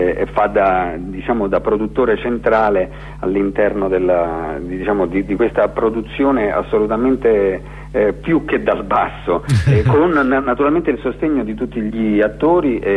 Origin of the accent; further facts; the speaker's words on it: Abruzzo, Italy; accent: Abruzzese; io ho sempre avuto un rapporto idiosincratico con il mio dialetto, cioè il dialetto abruzzese